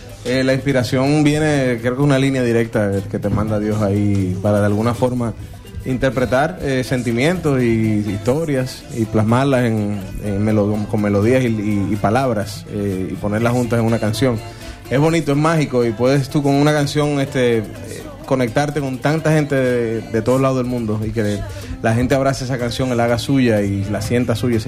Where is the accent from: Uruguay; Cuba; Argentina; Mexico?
Argentina; bueno, vengo de Argentina y ni sabía